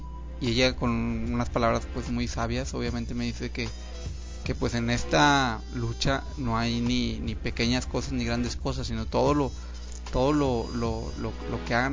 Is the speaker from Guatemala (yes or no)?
no; Monterrey, Nuevo León, Mexico; pues yo soy de Monterrey